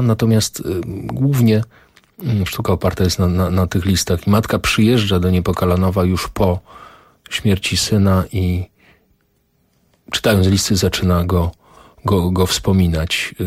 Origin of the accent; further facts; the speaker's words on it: Tarnów, Lesser Poland, Poland; ten transport 21 czerwca 1941 wyruszył z mojego rodzinnego miasta, z Tarnowa.